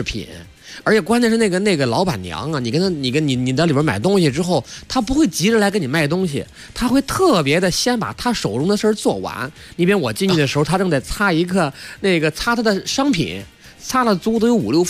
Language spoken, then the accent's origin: Chinese; Shandong, China; 对，山东是我老家。